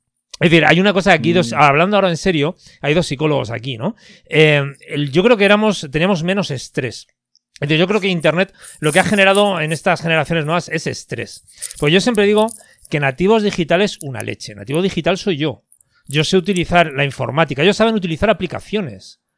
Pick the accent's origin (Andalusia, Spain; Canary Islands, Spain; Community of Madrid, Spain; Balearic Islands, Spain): Community of Madrid, Spain; Madrid; yo soy de Madrid.